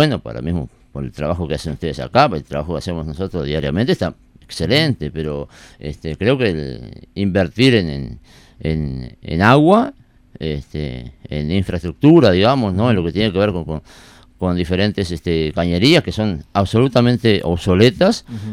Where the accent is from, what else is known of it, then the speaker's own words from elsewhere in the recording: Pando, Canelones, Uruguay; Yo soy de Pando, ¿no?